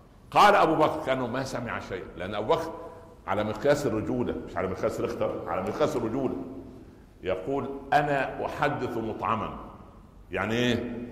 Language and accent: Arabic; Upper Egypt, Egypt; في مثل عندنا في الصعيد زمان يقول الضرة مرة ولو كانت جرة